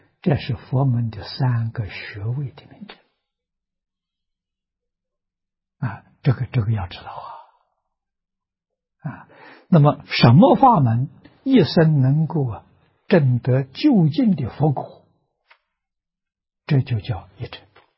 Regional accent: Nanjing, Jiangsu, China; 我记得我小时候在南京念书啊

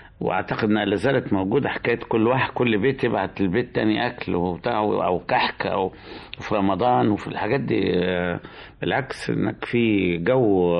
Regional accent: Wad Madani, Gezira, Sudan; also born or lived in Egypt; ان انا من مواليد السودان، يعني مصري بس مواليد السودان، سوداني مقشر يعني. وانا زمان في كنت في بلد اسمها واد مدني،

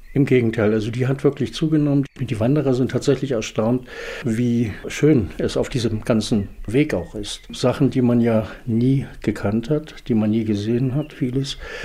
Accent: Dechow, Mecklenburg-Vorpommern, Germany; Ich bin aus Dechow, hier in Nordwestmecklenburg.

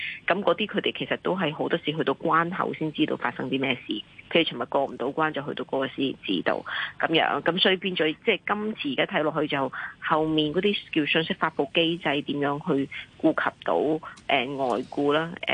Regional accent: Macau; 因為我哋澳門人去內地咧，我哋係你可以揀咧

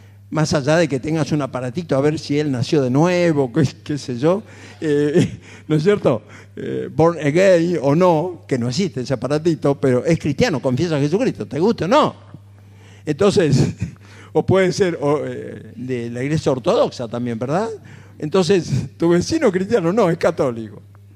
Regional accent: Buenos Aires, Argentina; Y como soy porteño me gusta el tango

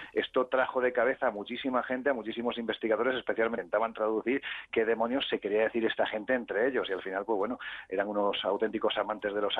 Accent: Jaén, Andalusia, Spain; Yo soy de Jaén. Pero estoy en tu tierra, que lo sepas.

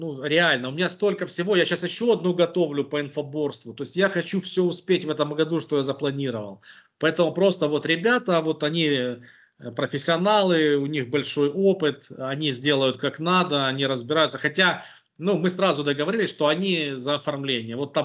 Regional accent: Boryspil, Kyiv Oblast, Ukraine; в моем родном городе в Борисполе

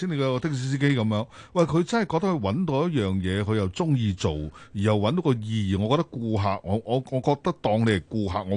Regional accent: Hong Kong; 我哋香港人

